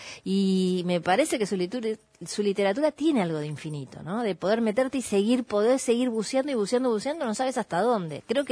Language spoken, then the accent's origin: Spanish; Burzaco, Buenos Aires Province, Argentina; como yo soy de Bursaco